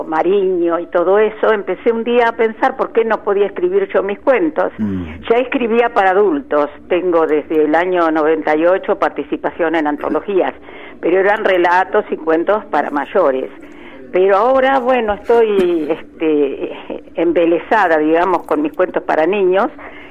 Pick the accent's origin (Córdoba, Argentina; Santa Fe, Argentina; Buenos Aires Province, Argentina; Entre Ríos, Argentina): Buenos Aires Province, Argentina; Chivilcoy; mis primeros 25 años en Chivilcoy. Yo nací en Chivilcoy en el año 1932.